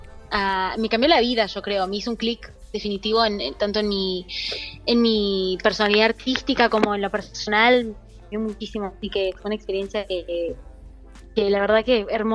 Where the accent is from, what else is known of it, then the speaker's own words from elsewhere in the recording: Tucumán, Argentina; Así es, bueno, soy tucumana.